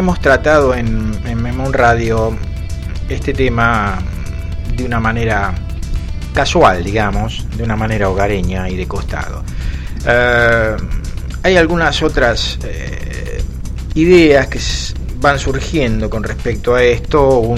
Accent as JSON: {"language": "Spanish", "country": "Argentina", "said": "la experiencia en mi país, Argentina, es que, por ejemplo, las frazadas para los soldados, el alimento para los soldados que estaban peleando en Malvinas, terminaban siendo revendidos."}